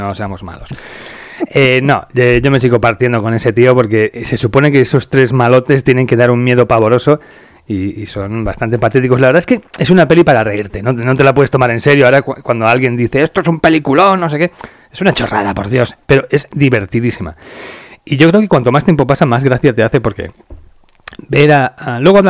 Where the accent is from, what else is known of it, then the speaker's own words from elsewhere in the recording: Spain; En fin de cuentas, somos españoles, tenemos el problema de que ya se nos ha metido en el ADN estos títulos